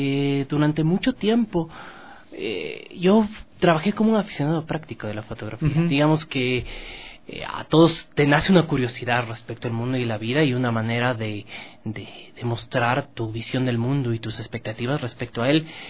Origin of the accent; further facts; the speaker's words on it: Quito, Pichincha, Ecuador; yo nací y crecí en La Trola, el centro histórico de Quito, y siempre ha sido mi entorno natural.